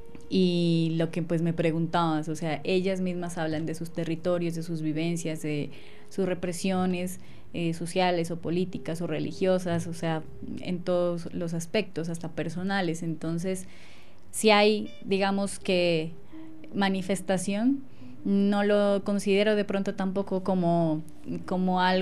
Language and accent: Spanish; Colombia; O, por ejemplo, nosotros las colombianas, bueno, que somos fuertes